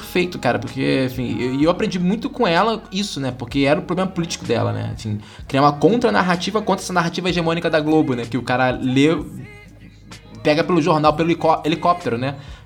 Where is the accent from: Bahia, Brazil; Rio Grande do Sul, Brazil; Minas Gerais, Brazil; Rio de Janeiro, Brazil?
Rio de Janeiro, Brazil; eu sou aqui de Bangu, né? Padre Miguel, na verdade. Eu falo que é Bangu porque só, as pessoas conhecem Bangu. Padre Miguel é, é periferia do Rio de Janeiro, né?